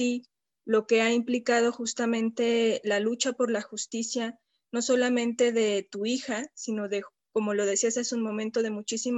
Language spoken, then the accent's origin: Spanish; Mexico; para mí como mexicana, como habitante además de la Ciudad de México, de la periferia de la Ciudad de México